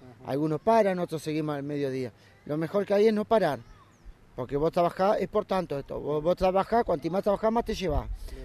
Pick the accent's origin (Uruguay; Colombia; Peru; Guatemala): Uruguay; Paysandú; born there; also born or lived in San José; now in Canelones, Uruguay; Soy nacido en Paysandú, vivía en San José y ahora vivo acá en Canelones.